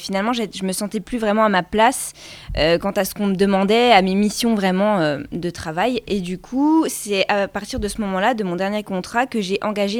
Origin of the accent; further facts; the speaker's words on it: Le Ménil, Grand Est, France; now in Plombières-les-Bains, France; je viens pas tout à fait de Plombières-les-Bains, je suis plus originaire des Hautes-Vosges, donc au Ménil.